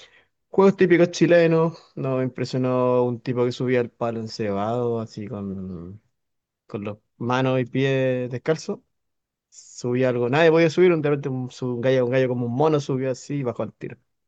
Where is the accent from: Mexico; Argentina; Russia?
Mexico; Claro, pues sí, yo estoy hablando como mexicano.